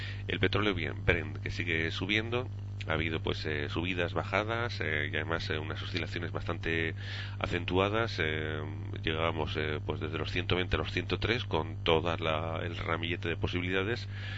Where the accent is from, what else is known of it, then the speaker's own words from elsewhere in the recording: Huesca, Aragon, Spain; now in Canary Islands, Spain; Llevo mucho tiempo fuera de Huesca, soy de Huesca, pero bueno, me pilla ya un poco lejos